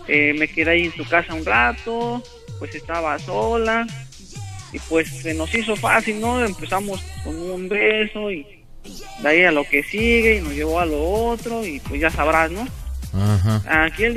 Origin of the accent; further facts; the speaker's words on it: Mexico City, Mexico; moved away as an adult; now in Ocotito, Mexico; No, de hecho yo soy de la Ciudad de México.